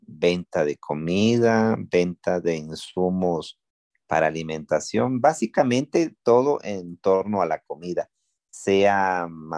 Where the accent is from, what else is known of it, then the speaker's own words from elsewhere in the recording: Ecuador; also born or lived in Venezuela; La situación económica y política de Venezuela me hizo tomar esa determinación de mudarme a mi tierra, Ecuador